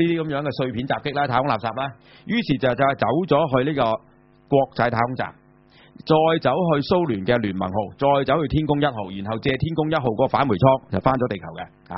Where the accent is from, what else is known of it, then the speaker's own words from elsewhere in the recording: China; 對於我哋中國人嚟講，係嘛？